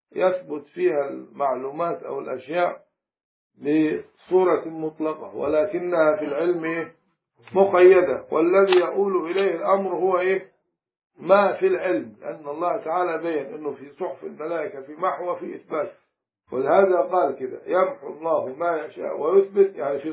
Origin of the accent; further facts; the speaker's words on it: Upper Egypt, Egypt; في مثل عندنا في الصعيد